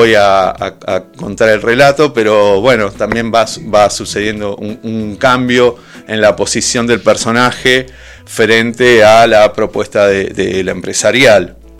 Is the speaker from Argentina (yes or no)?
yes; Benito Juárez, Buenos Aires Province, Argentina; now in La Plata, Argentina; Yo no soy de La Plata, soy de Benito Juárez. Me vine a vivir en el 2001, plena crisis, y siempre viví en el Giro.